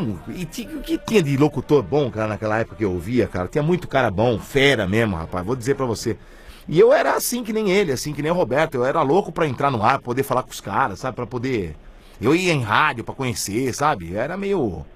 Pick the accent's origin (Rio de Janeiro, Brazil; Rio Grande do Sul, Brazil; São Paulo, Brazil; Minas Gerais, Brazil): São Paulo, Brazil; Eu sou de São Paulo, nasci em São Paulo, mas eu tinha que ir pro interior pra trabalhar.